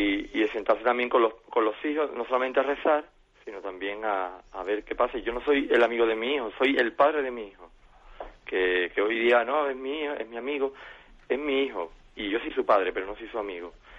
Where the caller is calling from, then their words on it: Jerez de la Frontera, Andalusia, Spain; soy de Jerez.